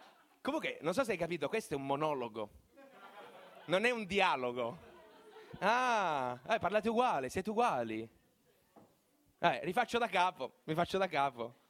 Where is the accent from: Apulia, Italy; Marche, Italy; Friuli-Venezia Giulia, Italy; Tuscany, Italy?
Apulia, Italy; Bari; ogni volta che dico a un pugliese che sono di Bari